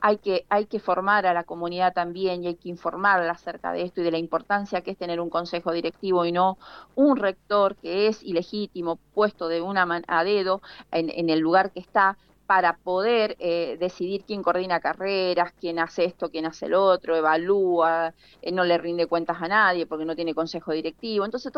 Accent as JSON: {"language": "Spanish", "region": "Mendoza", "country": "Argentina", "said": "a mi pueblo y especialmente a toda la comunidad, a todos los mendocinos que defendamos las instituciones de educación"}